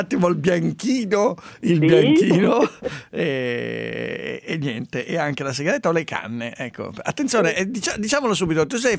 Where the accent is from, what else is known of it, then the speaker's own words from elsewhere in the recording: Piateda, Lombardy, Italy; a Valbona, la mia Valbona Piateda, meno un grado, dove ho passato l'infanzia, a Valbona. Valbona, Sondrio.